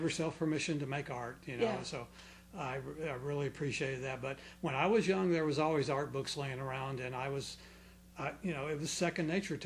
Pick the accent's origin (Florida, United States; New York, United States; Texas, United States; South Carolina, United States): Florida, United States; Clearwater; I'm from here. I'm from Clearwater.